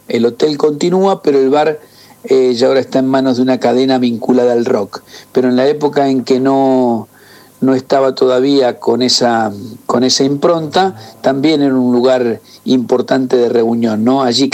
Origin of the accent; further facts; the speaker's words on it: Rosario, Santa Fe, Argentina; mi ciudad natal, de Rosario, que es una ciudad muy particular porque tiene una identidad muy potente que se expresa en el río, fundamentalmente en el río Paraná.